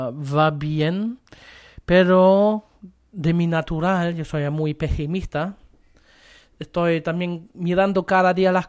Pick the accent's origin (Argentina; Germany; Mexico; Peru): Germany; Spanish is a second language; also born or lived in Spain; now in Chile; Yo salí de Alemania a España, de España a Chile, y puedo comparar un poquito.